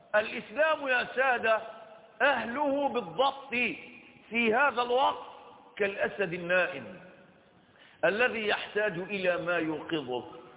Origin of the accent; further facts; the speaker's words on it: Egypt; وأيضا عندنا في مصر لما قامت هذه الحملات